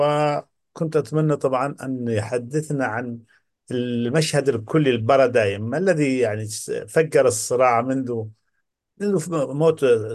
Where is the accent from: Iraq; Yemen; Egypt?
Yemen; انا من اليمن ومن احفاد القرامطه، انا من احفاد القرامطه.